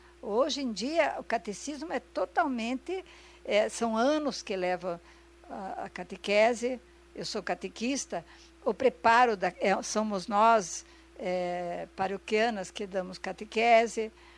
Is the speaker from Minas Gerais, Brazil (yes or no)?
no; Foz do Iguaçu, Paraná, Brazil; born there; Eu nasci aqui em Foz do Iguaçu num domingo, quando tocava o sino da igreja.